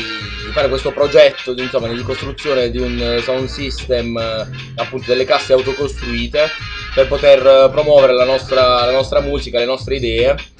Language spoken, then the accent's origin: Italian; Bari, Apulia, Italy; si spera di poterlo inaugurare qui a Roma oppure giù da noi a Bari